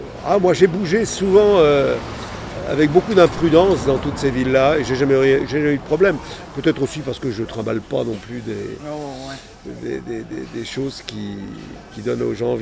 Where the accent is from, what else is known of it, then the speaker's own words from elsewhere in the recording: Pays de la Loire, France; je suis originaire de la Mayenne